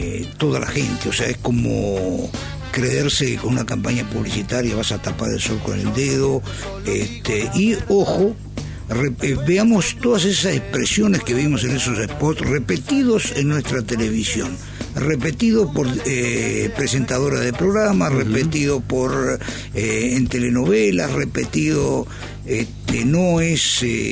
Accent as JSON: {"language": "Spanish", "country": "Uruguay", "said": "pero claramente yo soy uruguayo."}